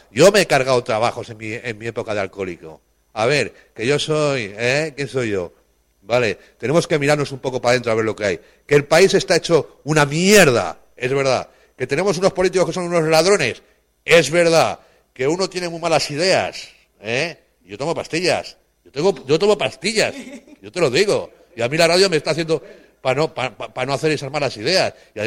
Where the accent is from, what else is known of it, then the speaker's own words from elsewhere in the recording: Spain; Y mira, yo soy español, ¿vale? Como tú.